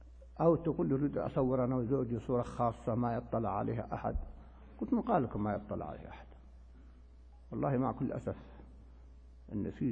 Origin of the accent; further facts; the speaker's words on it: Palestine; نحن جئنا من فلسطين يا أخوان